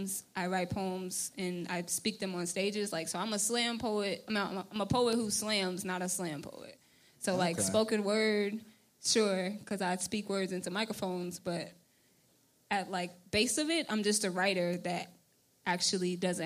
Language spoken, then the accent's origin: English; Pleasant Grove, Texas, United States; So, like, I grew up in Pleasant Grove, actually.